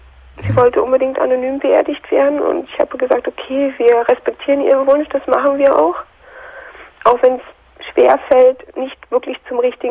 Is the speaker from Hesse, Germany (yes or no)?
no; Berlin, Germany; Aber sofern ich halt wieder in meiner Heimat bin, in Berlin bin, da fühle ich mich so erdrückt.